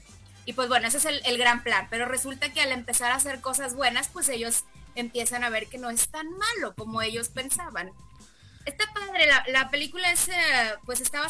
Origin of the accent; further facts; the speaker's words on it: Mexico; vengo de México a verte, soy tu fan número uno